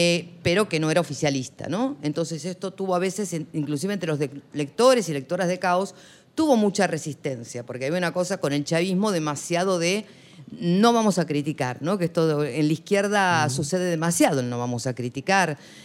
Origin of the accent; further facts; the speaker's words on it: Argentina; Pero bueno, soy argentina y tengo doble nacionalidad, soy española.